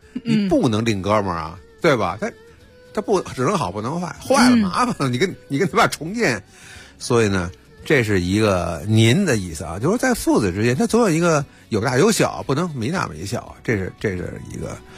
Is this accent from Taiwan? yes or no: no; Beijing, China; 但是我是北京人嘛，我在北京感受就更多一些